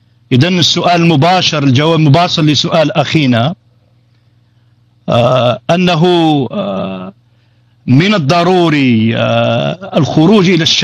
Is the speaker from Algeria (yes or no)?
yes; Algeria; حزب كان أو منظمة مجتمع المدني في بلدنا الجزائر